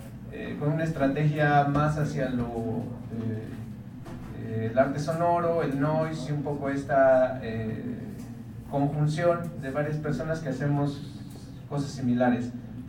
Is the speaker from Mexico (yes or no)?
yes; Oaxaca, Mexico; vengo de Oaxaca, México.